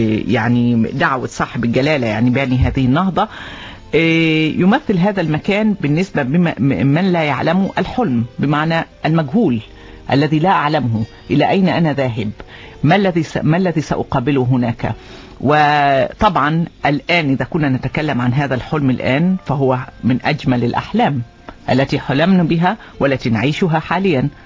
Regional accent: Oman; بالنسبة لأجيالنا بصفة خاصة كعمانيين، لأننا لم نرى أو لم نعيش زنجبار ما قبل الانقلاب.

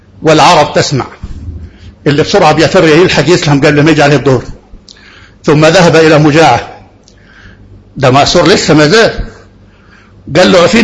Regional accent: Egypt; ده محافظة واحدة عندنا في مصر

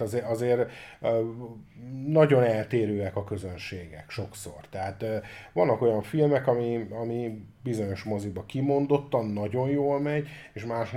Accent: Hungary; magyarok vagyunk

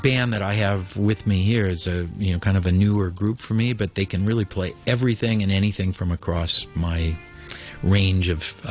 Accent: Missouri, United States; Well, I grew up in Missouri, as I mentioned, in a very small town that was not too far from Kansas City. But the small town thing is a pretty big thing for me, and particularly the Midwestern open spaces thing.

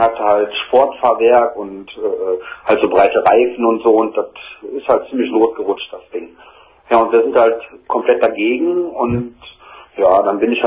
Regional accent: North Rhine-Westphalia, Germany; Also ich komme halt aus dem Bergischen Land.

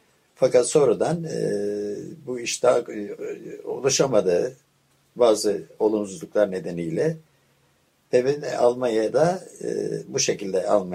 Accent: Istanbul, Turkey; born there; Ben 1927 İstanbul doğumluyum.

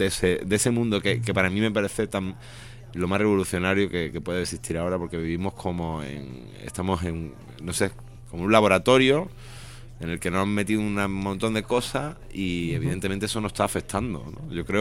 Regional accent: Málaga, Andalusia, Spain; now in Madrid, Spain; Bueno, yo vengo de Málaga y, bueno, mi idea es estar aquí en Madrid una temporada

